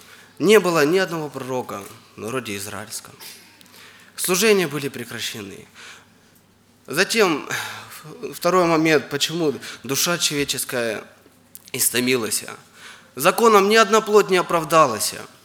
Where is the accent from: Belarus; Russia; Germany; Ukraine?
Ukraine; Donetsk, Donetsk Oblast; Я из Украины, из города Донецка.